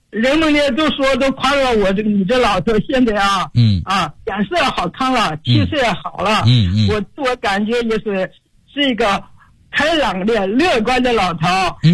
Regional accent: Foshan, Guangdong, China; 我来自广东佛山，今年已经84周岁了。

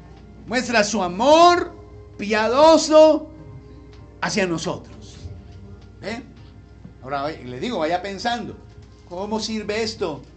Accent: Colombia; Como yo soy colombiano, digo emet.

